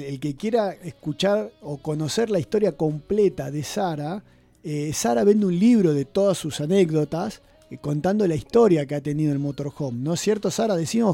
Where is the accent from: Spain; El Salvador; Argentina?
Argentina; Buenos Aires; now in Bariloche, Argentina; yo soy porteño, pero hace más de 20 años que estoy en Bariloche y ya me siento más barilochense.